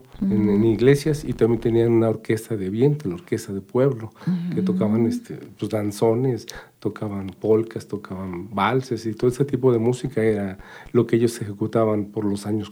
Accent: Tepetlixpa, State of Mexico, Mexico; En la familia, yo soy de Tepetlispa

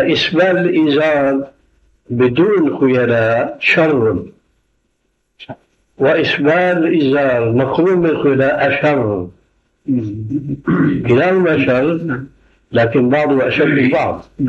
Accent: Syria; أيأتي المثل العام عندنا في سوريا

